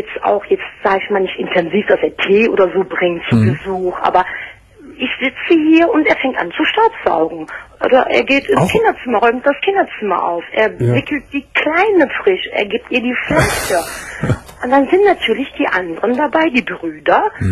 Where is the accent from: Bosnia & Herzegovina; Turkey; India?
Turkey; German is a second language; now in Germany; ich komme aus dem Süden, sprich aus der Türkei.